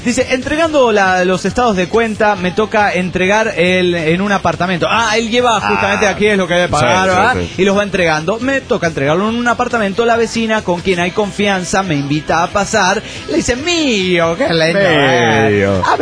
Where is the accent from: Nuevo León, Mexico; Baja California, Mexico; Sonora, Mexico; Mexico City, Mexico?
Mexico City, Mexico; del DF mexicano!